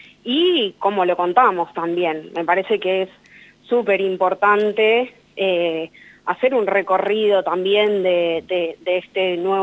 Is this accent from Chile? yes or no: no; San Martín, Buenos Aires Province, Argentina; acá en Zorzal Diario somos de San Martín, de la provincia de Buenos Aires